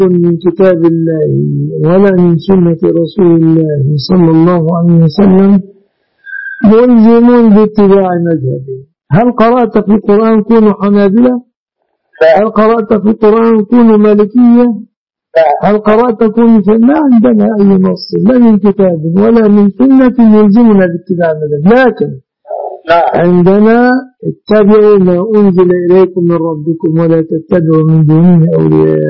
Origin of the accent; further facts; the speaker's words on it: Dakahlia, Egypt; أنا من المنصورة قرية جنب المنصورة